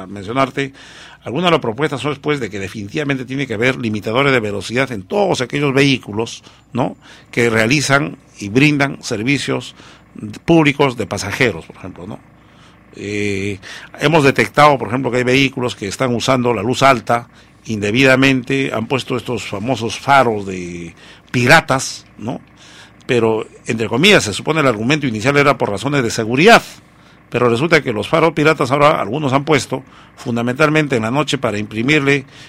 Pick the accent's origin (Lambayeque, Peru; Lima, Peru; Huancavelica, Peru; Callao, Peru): Huancavelica, Peru; Yo soy de Huancavelica